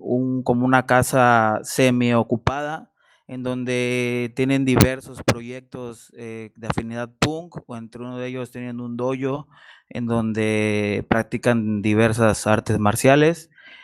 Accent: Acapulco, Guerrero, Mexico; Soy del estado de Guerrero, particularmente de Acapulco.

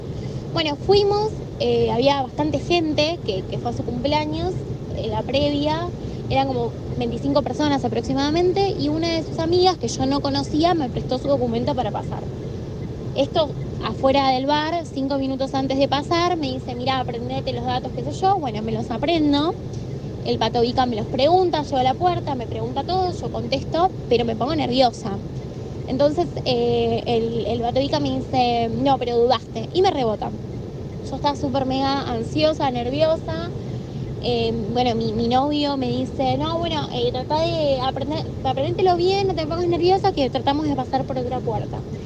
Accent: Temperley, Buenos Aires Province, Argentina; de Temperley

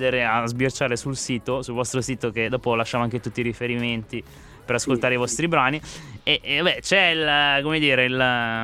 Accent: Lombardy, Italy; accent: Milanese; io ho l'accento, come dire, milanese

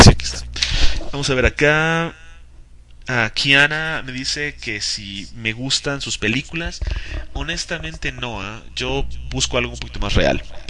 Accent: Lebanon; Muchísimo, soy libanés, o sea, tengo cabello por todas partes de mi cuerpo, déjame decirte.

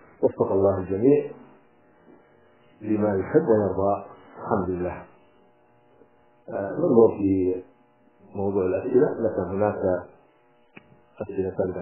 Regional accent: Hadramawt, Yemen; القنفذ إحنا عندنا في حضرموت كانوا يأكلونه

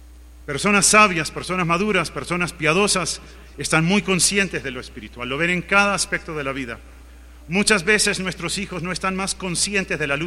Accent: Uruguay; born or raised there

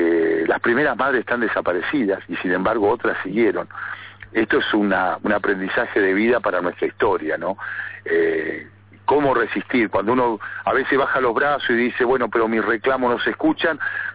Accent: Neuquén, Argentina; Yo me fui a estudiar a La Plata en la década de 70, era muy joven, yo soy nacido aquí en Neuquén, me he criado toda la vida aquí, y fui a estudiar a La Plata

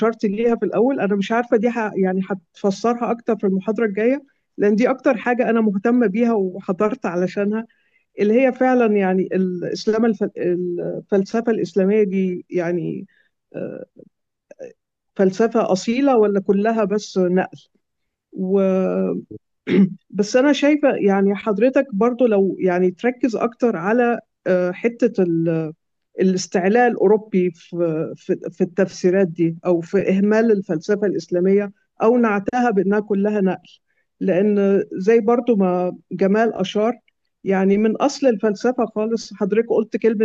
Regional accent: Egypt; أنا مصرية ومسلمة

